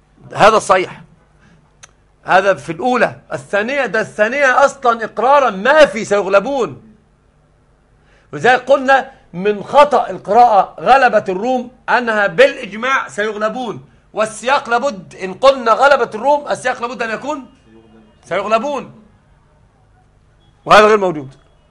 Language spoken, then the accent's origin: Arabic; Egypt; لكن عندنا في مصر أنا مش مشهور عندنا الضم